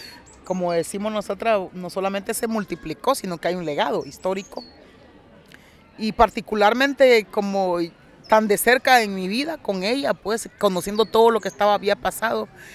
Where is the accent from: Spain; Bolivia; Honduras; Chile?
Honduras; Y yo siempre digo, bueno, mis hijos, mis hijas merecen otro destino, Honduras merece otro destino.